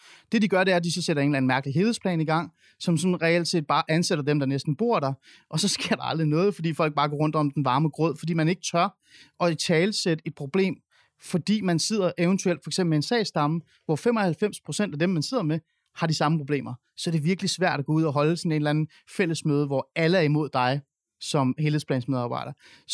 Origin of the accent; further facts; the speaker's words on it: Capital Region of Denmark, Denmark; jeg bor ikke i København. Jeg bor i Jylland. Jeg er vokset op i Nordsjælland. Jeg er vokset op i det borgerlige Danmark. Det er meget, meget, meget blå Danmark.